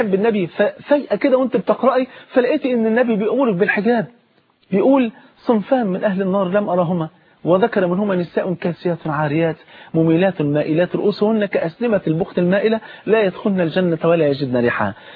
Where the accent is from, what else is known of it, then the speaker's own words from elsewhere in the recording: Egypt; عندنا في مصر هنا